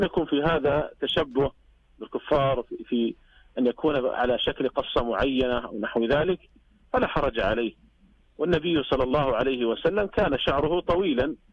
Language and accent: Arabic; Saudi Arabia; لكن الناس عندنا في المملكة العربية السعودية وفي يعني دول الخليج العربي عموما لا يطيلون شعورهم